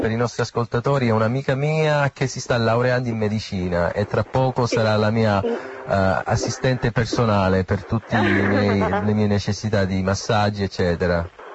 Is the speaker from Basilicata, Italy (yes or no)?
no; Sicily, Italy; siamo tutte siciliane.